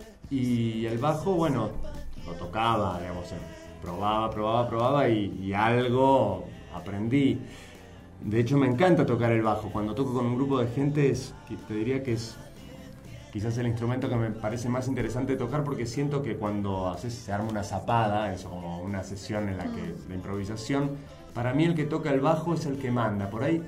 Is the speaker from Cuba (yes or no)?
no; Buenos Aires, Argentina; Sí, argentinísimo, de Chacarita.